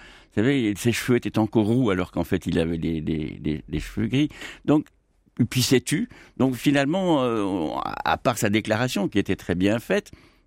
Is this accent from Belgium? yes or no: yes; Belgium; Mais écoutez, je suis belge.